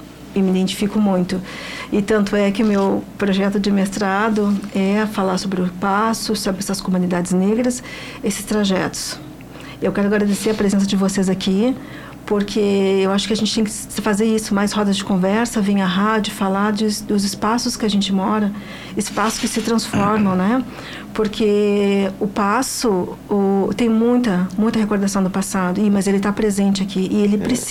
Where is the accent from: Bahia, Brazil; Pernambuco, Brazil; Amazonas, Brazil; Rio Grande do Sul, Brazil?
Rio Grande do Sul, Brazil; Pelotas; Eu sou uma moradora, eu nasci e me criei aqui em Pelotas